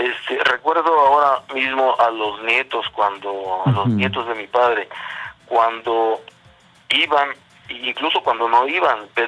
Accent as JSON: {"language": "Spanish", "town": "La Calera", "region": "Guerrero", "country": "Mexico", "said": "casa allá, sí, en La Calera, Guerrero"}